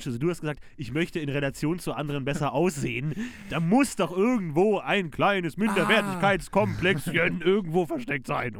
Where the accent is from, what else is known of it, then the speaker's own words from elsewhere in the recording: Munich, Bavaria, Germany; Ja, ich komme aus München. Ich habe eine Zeit lang in München gelebt, bin aber etwas außerhalb von München geboren worden.